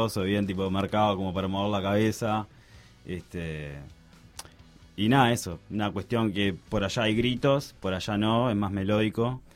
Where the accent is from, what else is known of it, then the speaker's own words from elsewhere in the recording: Paysandú, Uruguay; Yo soy de Paysandú